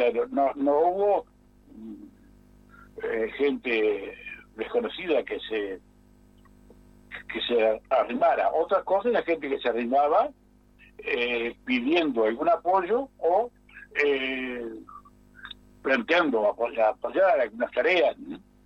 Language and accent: Spanish; Uruguay; no procedimos como uruguayos